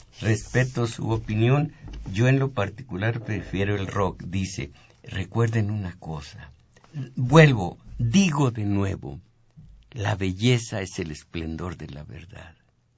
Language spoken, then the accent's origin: Spanish; Zacatecas, Mexico; No nací en Veracruz, se necesita haber nacido allí para ser jaranero, para los sones veracruzanos. En cambio, se me da la música de mi tierra, aunque no la practico, la música de Zacatecas.